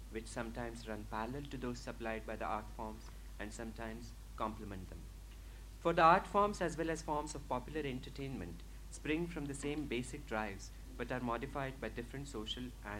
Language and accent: English; India; But I think as an Indian, cinema is something that you're born and brought up with, surrounded by.